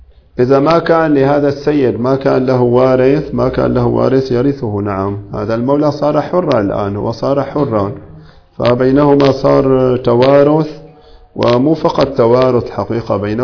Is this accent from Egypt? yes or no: no; Syria; مو في كل البلاد، عندنا في سوريا ما غير موجود هذا